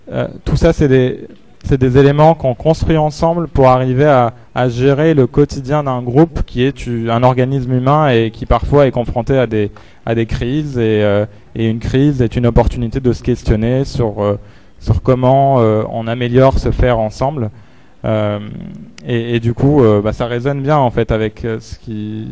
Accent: Algeria; Moi, je suis algérien aussi.

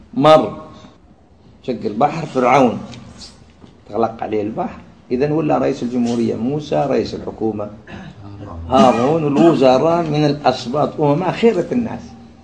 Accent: Algeria; يقول له هاي عندنا في الجزائر

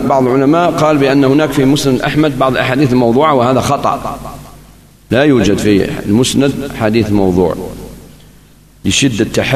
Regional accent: Algiers, Algiers Province, Algeria; وقد بقيت هذه شيء من هذه السنة في عندنا في الجزائر العاصمة

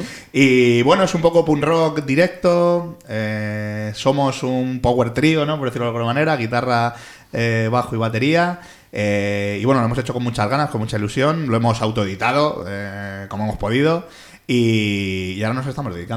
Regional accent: Getafe, Community of Madrid, Spain; also born or lived in Pinto; provenimos un poco de Getafe, los tres, porque nuestra infancia la pasamos allí, pero ya estamos un poco esparcidos por el sur de Madrid. Yo, bueno, como has dicho, yo soy de aquí de Pinto.

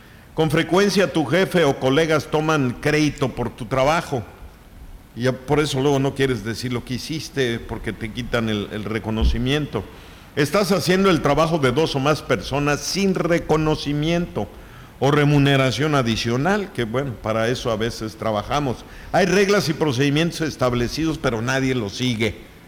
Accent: Mexico; así somos los mexicanos

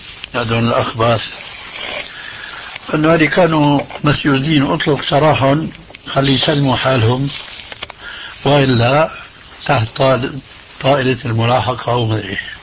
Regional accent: Damascus, Damascus Governorate, Syria; بواسطة بعض المعارف عندنا في دمشق

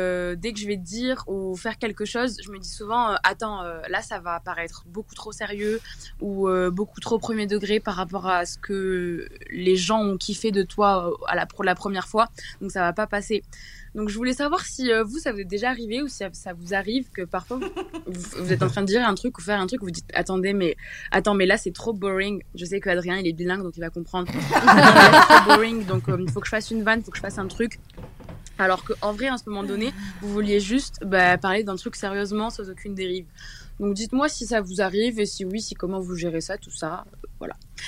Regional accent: Toulouse, Occitanie, France; j'ai 18 ans et je viens de Toulouse.

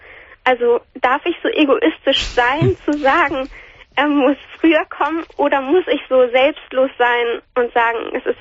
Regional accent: Hamburg, Germany; Aber also meine Eltern sind nicht Italiener oder so. Ich komme aus Hamburg.

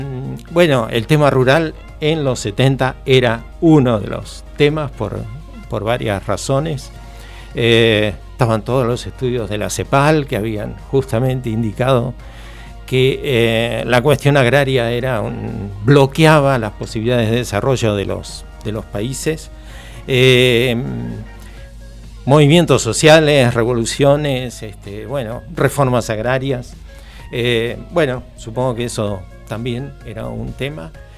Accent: Rivera, Buenos Aires Province, Argentina; Voy a pasar el aviso porque es mi pueblo, Rivera se llama, partido Adolfo Alsina.

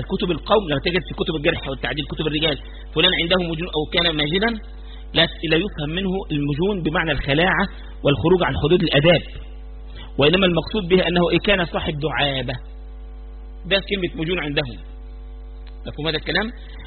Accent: Egypt; احنا حتى كمصريين يعني بنحب الحته دي، ما نعرفش نكتمها.

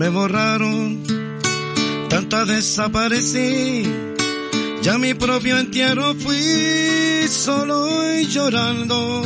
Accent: Chile; now in Barcelona, Spain; soy chileno, llevo 10 años en España

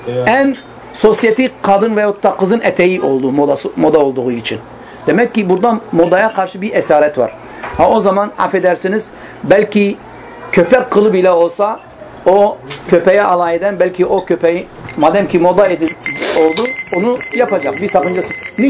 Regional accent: Midyat, Mardin, Turkey; Yani ben Midyatlıyım. Bizim Midyat'ta biliyorsunuz iki kesimdir. Bir Estel kesimi, bir Midyat kesimi. Hepsi Midyat'tır ama Estel kesimi Müslümandırlar. Midyat kesimi Hristiyandırlar.

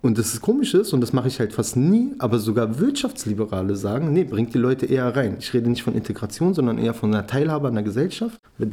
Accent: Berlin, Germany; Ich komme selber aus dem Wrangelkiez.

